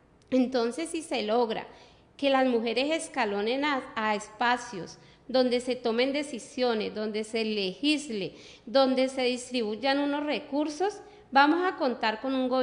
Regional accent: Cali, Valle del Cauca, Colombia; Yo nací en Cali, en el mismo barrio que vivo en la casa de mi mamá. Mi mamá, pues, sí es de Nariño, pero mis ancestros son de Cali. Tengo 3 hijos

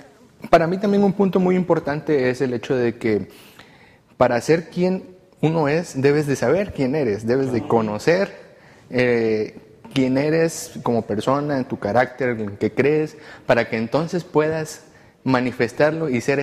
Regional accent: Chiapas, Mexico; soy de Chiapas.

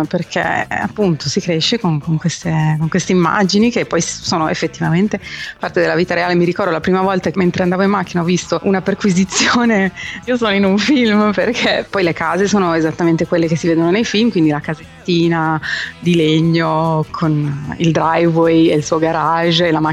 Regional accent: Milan, Lombardy, Italy; Io sono di Milano, siamo tutti e due di Milano, proprio bauscia dentro, diciamo.

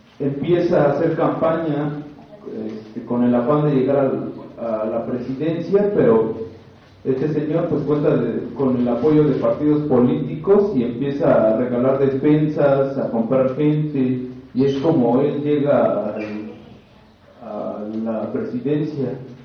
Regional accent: Eloxochitlán de Flores Magón, Oaxaca, Mexico; yo soy originario de Azochitlán de Flores Magón. Este municipio está ubicado en la región Cañada, que es Sierra Mazateca, está cerca de Huautla de Jiménez. Este pueblo se rige por usos y costumbres.

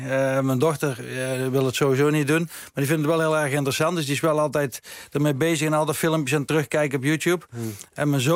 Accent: Bergeijk, North Brabant, Netherlands; Dat was echt een hele mooie huldiging bij ons in Bergijken.

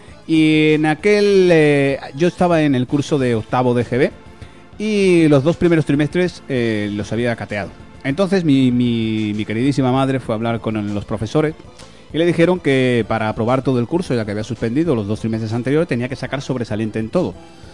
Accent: Spain; digo España porque somos de España

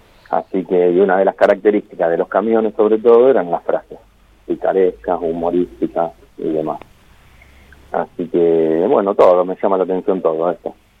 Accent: Buenos Aires, Argentina; now in Santa Rosa, Argentina; yo soy de Buenos Aires, estoy viviendo en Santa Rosa hace unos meses solamente.

